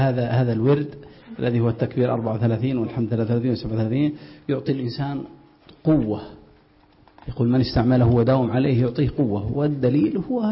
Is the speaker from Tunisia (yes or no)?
no; Mecca, Makkah Province, Saudi Arabia; كما عندنا في مكة